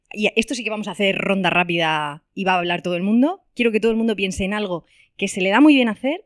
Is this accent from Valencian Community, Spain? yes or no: yes; Alicante, Valencian Community, Spain; now in Murcia, Spain; Yo que vengo de Alicante, me parece muchísimo más grande, o sea, a mí me parece pequeño Alicante.